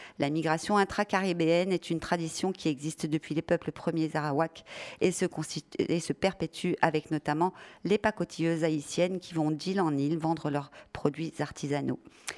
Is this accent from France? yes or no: yes; France; Les images de la jungle de Calais nous hantent en tant que Français